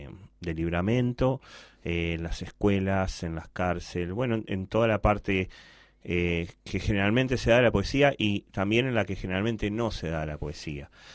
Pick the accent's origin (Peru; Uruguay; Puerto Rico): Uruguay; Montevideo; born there; yo nací en el Cerro Norte, después me fui a La Teja. Después anduve por el mundo y volví hace unos años a Santa Catalina.